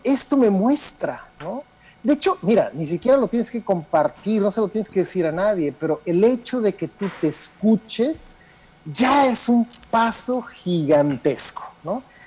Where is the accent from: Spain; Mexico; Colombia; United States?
Mexico; Eso a veces se nos olvida, por ejemplo, que somos mexicanos, ¿no? Y que los mexicanos no vemos igual que los alemanes o que los franceses.